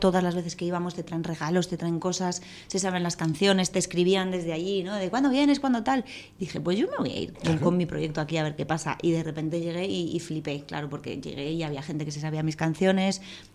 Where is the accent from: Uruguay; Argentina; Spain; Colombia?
Spain; Madrid, Community of Madrid; Porque, claro, soy de Madrid, nací aquí, es como lo más fácil.